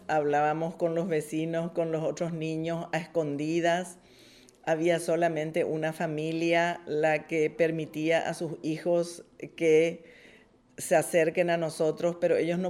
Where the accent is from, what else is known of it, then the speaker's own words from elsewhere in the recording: Asunción, Paraguay; vengo de Paraguay, soy de Asunción, soy educadora